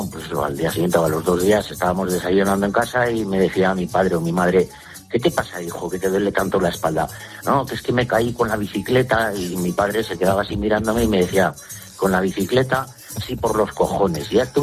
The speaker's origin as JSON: {"language": "Spanish", "town": "Pedroso", "region": "La Rioja", "country": "Spain", "tie": "born or raised there", "also_born_or_lived": "Logroño", "said": "yo soy de Logroño, lo que pasa que de pequeñito me crié en un pueblo, también de aquí de La Rioja, que se llama Pedroso, uh-huh. Un pueblo muy chiquitín, de menos de 100 habitantes."}